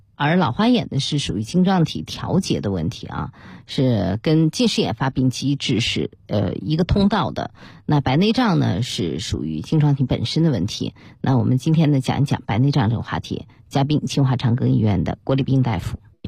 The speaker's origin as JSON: {"language": "Chinese", "region": "Beijing", "country": "China", "said": "我们北京人现在人均寿命已经是预期寿命啊，82点多岁"}